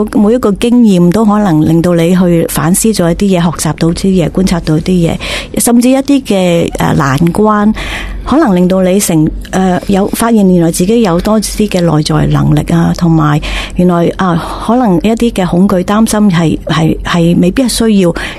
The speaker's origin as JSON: {"language": "Cantonese", "country": "Hong Kong", "tie": "born or raised there", "said": "咁即使我未开始好热衷去旅行嗰时之前，咁我都有啲体验，就话以前喺香港土生土长做嘢"}